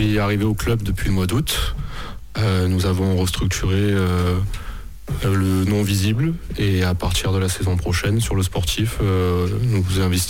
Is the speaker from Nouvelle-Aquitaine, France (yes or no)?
no; L'Isle-sur-la-Sorgue, Provence-Alpes-Côte d'Azur, France; Alors moi, je suis originaire d'Ille-sur-la-Sorgue.